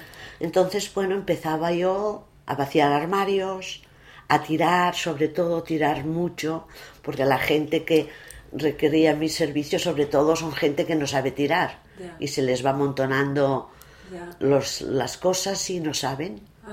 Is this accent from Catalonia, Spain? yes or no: yes; Barcelona, Catalonia, Spain; born there; also born or lived in Bilbao / Madrid / Málaga; la Barceloneta desde hace 25 años. Yo había estado viviendo fuera de Barcelona, bueno, nací en Barcelona, nací en Sants, pero había estado viviendo en Bilbao, en Madrid, en Málaga. Cuando volví a Barcelona